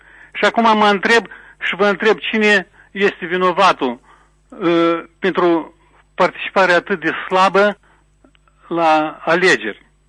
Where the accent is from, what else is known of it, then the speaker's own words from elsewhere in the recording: Tușeni, Telenești District, Moldova; Sunt din Tușeni